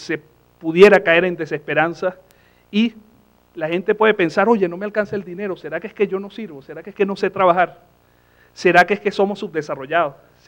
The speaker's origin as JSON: {"language": "Spanish", "country": "Venezuela", "said": "todos los sectores en mi país entendieron la necesidad de una constitución como la que estábamos haciendo. De hecho, la constitución en Venezuela gana con un 80%"}